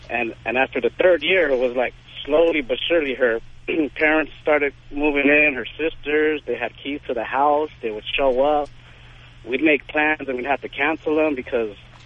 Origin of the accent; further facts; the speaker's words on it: Puerto Rico; I mean, I'm Puerto Rican. I'm from Puerto Rico.